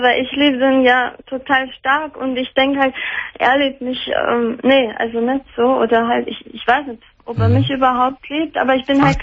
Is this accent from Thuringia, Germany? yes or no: no; Bavaria, Germany; born there; Also gut, ich bin ja in Bayern geboren